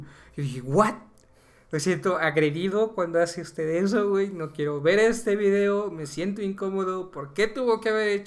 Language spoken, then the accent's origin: Spanish; Puebla, Mexico; accent: Poblano; es fácil para nosotros poblanos, güey, porque ya hablamos de por sí así nuestro acento. Estiramos las vocales.